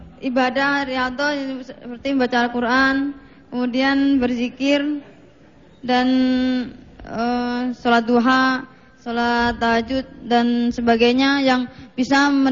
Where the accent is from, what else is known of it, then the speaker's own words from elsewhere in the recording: Boyolali, Central Java, Indonesia; Boyolali.